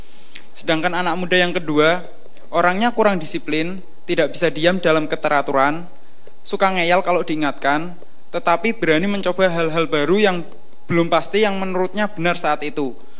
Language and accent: Indonesian; Kendal, Central Java, Indonesia; Saya dari Kendal, Jawa Tengah.